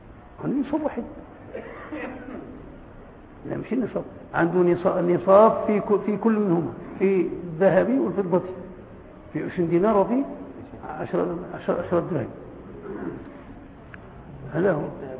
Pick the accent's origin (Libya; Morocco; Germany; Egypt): Morocco; وعندنا في المغرب ما عندناش الجاموس